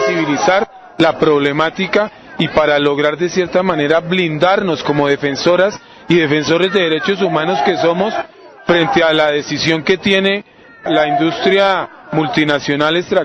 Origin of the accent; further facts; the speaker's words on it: Colombia; Del sitio de donde yo vengo, en las últimas tres semanas, parece ser que llegaron 250 paramilitares del Urabá.